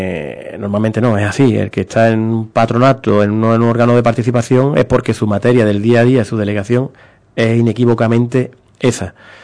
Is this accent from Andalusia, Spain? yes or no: yes; Ubrique, Andalusia, Spain; yo soy de Ubrique, que vivo en Ubrique